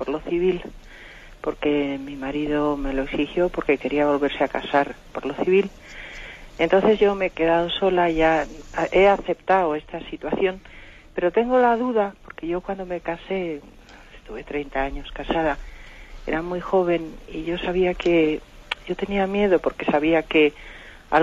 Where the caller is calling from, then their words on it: Madrid, Community of Madrid, Spain; de Madrid.